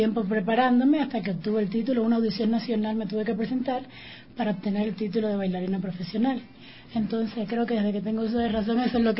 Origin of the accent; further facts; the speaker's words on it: Sancti Spíritus, Cuba; No, yo soy del centro del país, mi provincia se llama Santi Espíritu.